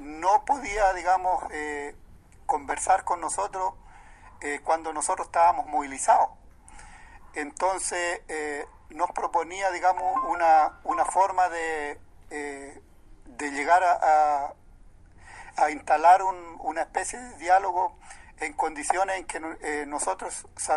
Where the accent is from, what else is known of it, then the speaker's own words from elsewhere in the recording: Huerqueno, Biobío, Chile; soy de Huerqueno, mensajero de las comunidades de la zona de Arauco